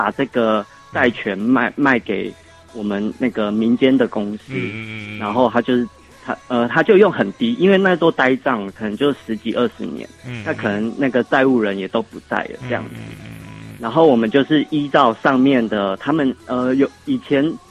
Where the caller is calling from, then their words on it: Australia; 喂，你好，我是澳洲的